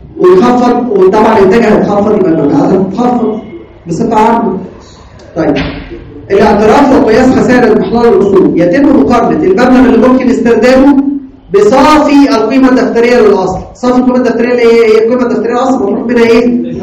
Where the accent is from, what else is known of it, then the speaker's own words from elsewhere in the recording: Egypt; لكن عندنا في مصر لا، اعاده التقييم غير مسموح فيها